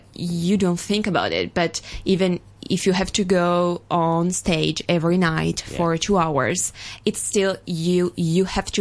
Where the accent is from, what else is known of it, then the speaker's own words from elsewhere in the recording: Turin, Piedmont, Italy; now in New York City, United States; I was born and raised in Turin, and and I've been there until 4 years ago, I moved to New York City.